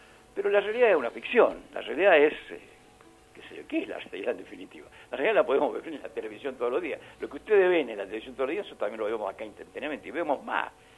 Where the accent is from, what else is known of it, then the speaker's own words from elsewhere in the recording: Argentina; Nosotros somos ciudadanos que se supone que somos argentinos.